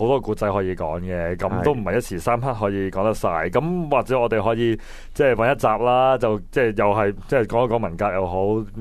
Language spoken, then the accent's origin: Cantonese; China; 即系我哋中国人叫即系十年浩劫啦